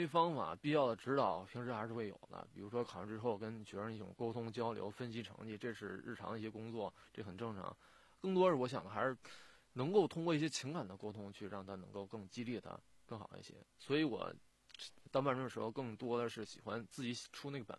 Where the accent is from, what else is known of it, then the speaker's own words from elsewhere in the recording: Daxing, Beijing, China; 因为毕竟这么多年大兴的是我的家乡算作